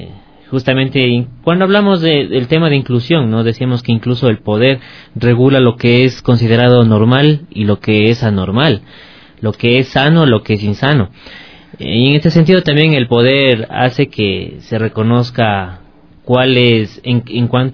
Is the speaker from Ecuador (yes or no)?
yes; Ecuador; estamos como ecuatorianos cambiando esta visión.